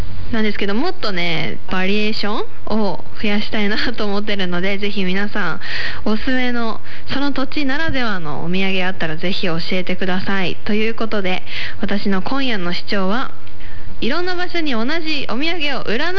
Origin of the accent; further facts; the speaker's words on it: Mie, Japan; now in Tokyo, Japan; 私は今東京に上京してて、実家は三重県なんですね。